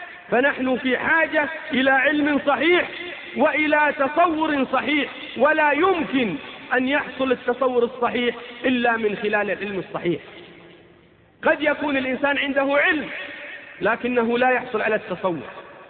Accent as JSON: {"language": "Arabic", "country": "Saudi Arabia", "said": "نحن أبناء المملكة العربية السعودية"}